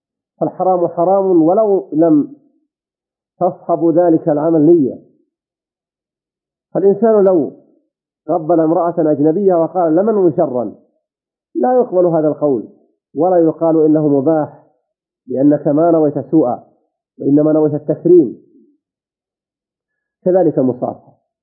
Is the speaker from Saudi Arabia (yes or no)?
yes; Saudi Arabia; إذا كنت أنت في هذه البلاد، بلدنا المملكة العربية السعودية